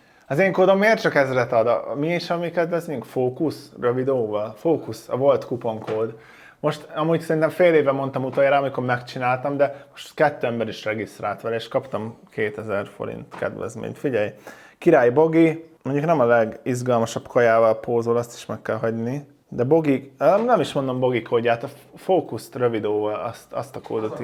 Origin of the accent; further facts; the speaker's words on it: Zalaegerszeg, Zala, Hungary; jó volt egy pici időt a családdal tölteni szülővárosommal, Zalaegerszegen.